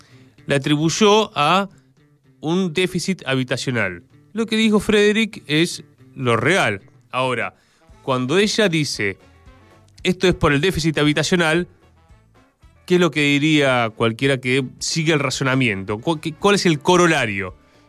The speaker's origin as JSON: {"language": "Spanish", "country": "Argentina", "said": "cómo vamos a resolver como pueblo argentino estas tareas"}